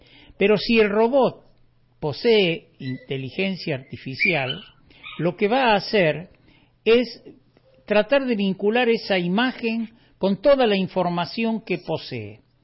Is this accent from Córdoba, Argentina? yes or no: yes; Córdoba, Argentina; lo cierto es que yo no soy un habitante de Córdoba, yo soy un hombre del interior de la provincia, vivo en este bosque hermoso del Valle de Parabachasca